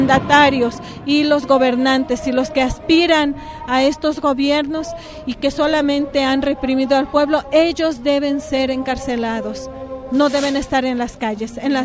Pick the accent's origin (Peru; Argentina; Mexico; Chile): Mexico; somos muchos mexicanos, muchas mexicanas que estamos en las calles